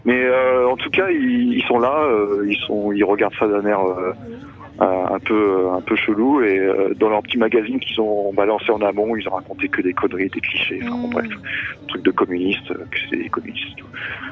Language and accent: French; Tours, Centre-Val de Loire, France; Moi, je viens de Tours, qui est à côté, ouais. Dans l'Indre-et-Loire